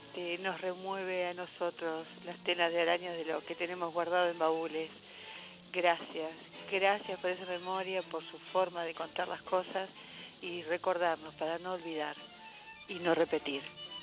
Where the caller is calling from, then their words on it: Olivos, Buenos Aires Province, Argentina; de Olivos